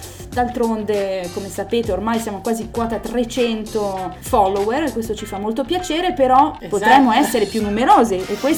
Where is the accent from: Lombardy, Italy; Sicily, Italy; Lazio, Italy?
Lombardy, Italy; Milan; io sono di Milano, mi manca lo smog, mi manca la nebbia e quando non la vedo sto male